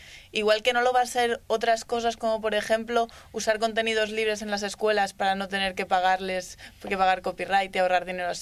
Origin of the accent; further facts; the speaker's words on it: Barcelona, Catalonia, Spain; Hombre, sí, yo soy de Barcelona, yo voy a estar ahí.